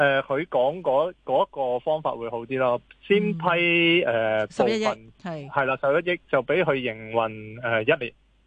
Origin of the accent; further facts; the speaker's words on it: Hong Kong; 因為我都係土生土長香港人